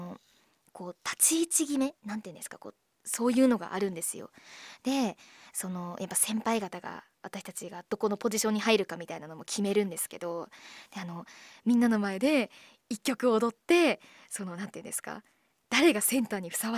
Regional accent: Miyagi, Japan; 私はね地元宮城県の愛を語りたいなと思います。

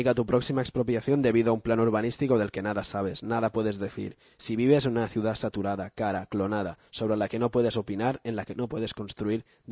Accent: Barcelona, Catalonia, Spain; todos los que al menos somos de Barcelona y ves cómo va cambiando a veces durante los años tu barrio

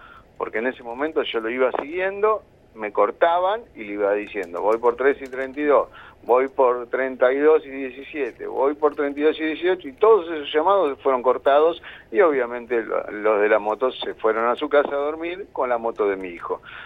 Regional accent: La Plata, Buenos Aires Province, Argentina; Así que para lo que somos de La Plata son aproximadamente unas 70 cuadras.

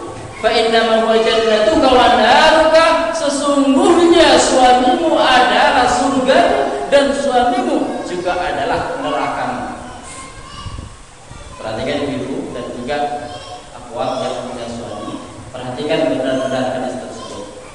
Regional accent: Medan, North Sumatra, Indonesia; Seperti orang-orang di kampung kami sana di Medan

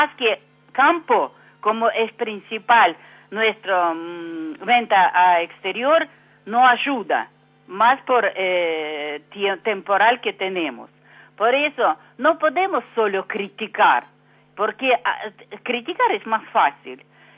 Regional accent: Argentina; yo tengo DNI, mi número DNI, 18 millones, que significa que soy pura argentina

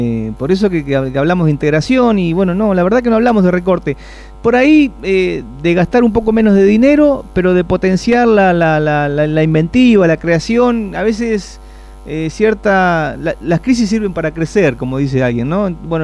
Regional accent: Saladillo, Buenos Aires Province, Argentina; Ahí está la historia, ahí está de dónde venimos, en fin, por lo menos los que somos nativos de Saladillo, ¿no?

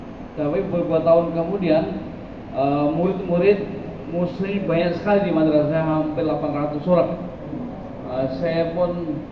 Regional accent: Sydney, New South Wales, Australia; Indonesian is a second language; saya ini berasal dari Sydney, saya sebenarnya baru masuk Islam, kurang lebih baru 17 tahun yang lalu.

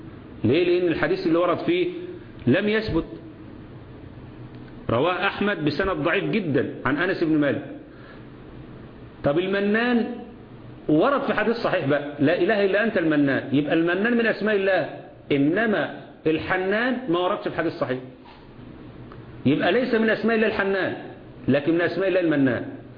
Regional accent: Egypt; اللي احنا عندنا في مصر في اسم

